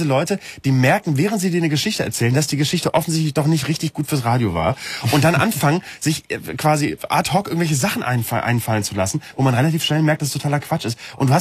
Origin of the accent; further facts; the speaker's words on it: Bremen, Germany; in Bremen, wo ich herkomme.